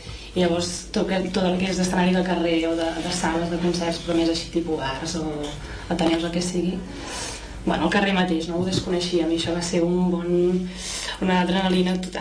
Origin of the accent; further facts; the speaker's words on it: Calaf, Catalonia, Spain; No, en realitat, doncs clar, vivim a prop, no? Ella és d'Igualada, jo sóc de Calaf